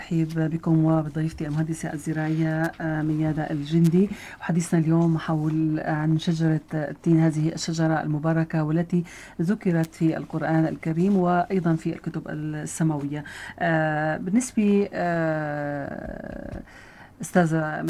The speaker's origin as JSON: {"language": "Arabic", "country": "Syria", "said": "وخاصة عندنا بسوريا وبالساحل السوري"}